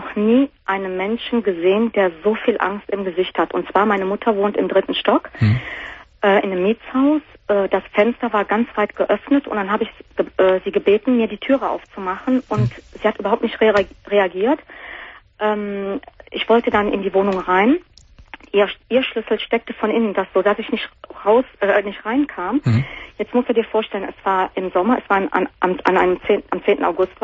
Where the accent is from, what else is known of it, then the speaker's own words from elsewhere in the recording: Cologne, North Rhine-Westphalia, Germany; now in Potsdam, Germany; Ich selber bin auch Kölnerin, wohne seit einem Jahr in Potsdam mit meinem Freund.